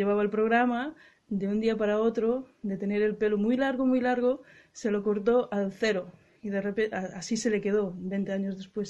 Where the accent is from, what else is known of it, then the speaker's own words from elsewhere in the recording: Galicia, Spain; yo que vengo de Galicia y del rural de Galicia